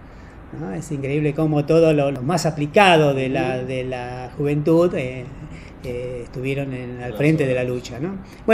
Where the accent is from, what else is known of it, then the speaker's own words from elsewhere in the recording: Tucumán, Argentina; yo soy de Tucumán, ¿no?